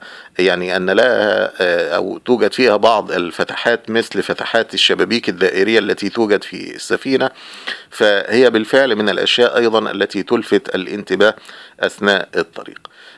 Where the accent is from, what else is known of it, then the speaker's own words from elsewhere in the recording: Egypt; والطريق أيضا ليس مستقيما وممهدا كحال الطرق عندنا في مصر